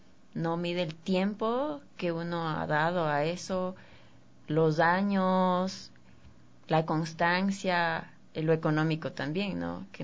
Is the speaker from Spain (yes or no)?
no; Ambato, Tungurahua, Ecuador; Yo soy de Ambato realmente.